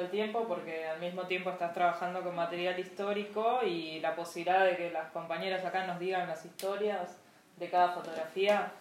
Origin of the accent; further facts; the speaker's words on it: Tucumán, Argentina; yo en realidad vengo de Tucumán, así que estoy hace unos meses acá